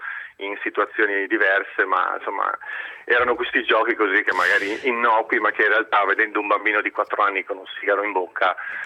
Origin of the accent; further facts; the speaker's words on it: Friuli-Venezia Giulia, Italy; io essendo friulano